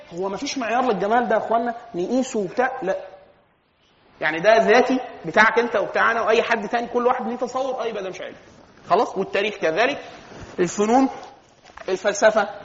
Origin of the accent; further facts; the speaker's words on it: Egypt; احنا كمصريين بنقسم الناس ايه؟